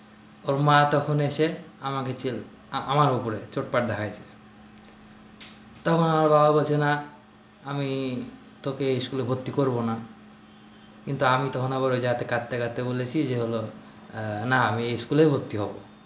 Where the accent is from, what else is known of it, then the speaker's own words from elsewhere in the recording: Baharampur, Rajshahi Division, Bangladesh; আমার বাড়ি বহরমপুর, রাজশাহী। বহরমপুর ব্যাংক কলোনিতে থাকি আমরা।